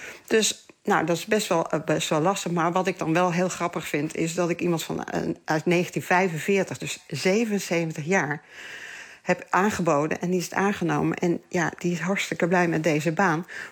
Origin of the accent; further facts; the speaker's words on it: Gelderland, Netherlands; Ik kom natuurlijk zelf uit de Betuwe. Ik ben geboren in de Betuwe.